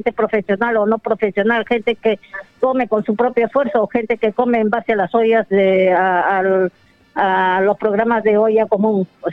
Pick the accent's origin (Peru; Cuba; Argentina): Peru; las dificultades o las problemáticas que teníamos como peruanos en el extranjero